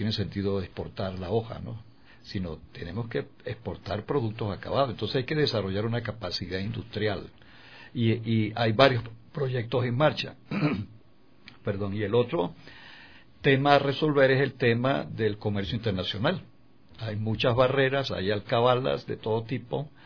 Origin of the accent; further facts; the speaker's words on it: Mérida, Venezuela; moved away as an adult; now in Ecuador; No, soy de los Andes de Mérida.